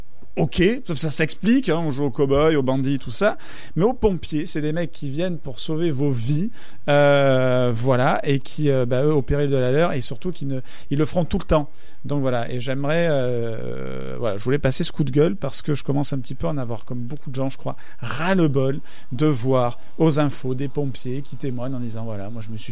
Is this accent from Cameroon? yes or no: no; Marseille, Provence-Alpes-Côte d'Azur, France; Moi, je viens de Marseille, il y a des endroits où tu peux même plus rentrer.